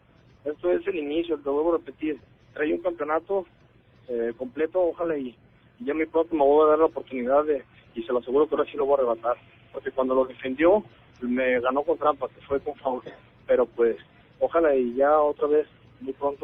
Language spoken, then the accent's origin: Spanish; Tala, Jalisco, Mexico; siempre tengo presente de dónde soy, desde soy jalisciense de corazón, y arriba Tala